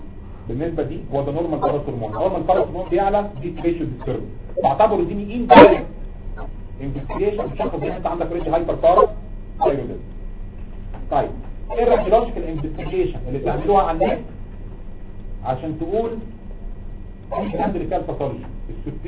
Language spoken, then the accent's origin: Arabic; Egypt; عندنا في مصر